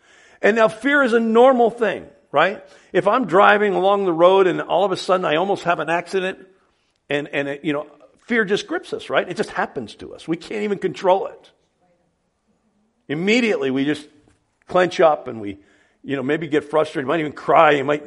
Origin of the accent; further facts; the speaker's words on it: New Jersey, United States; I mean, I grew up in North Jersey, and I grew up in a neighborhood where we didn't lock the house. We didn't lock the cars. We lived in a safe little town.